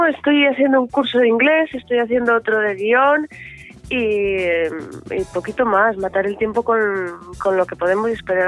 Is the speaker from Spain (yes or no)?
yes; Asturias, Spain; Si puedo trabajar en mi tierra sería maravilloso. Si trabajo en una serie que es la de toda España, pues maravilloso también. Me encantaría poder trabajar en Asturias, ¿no?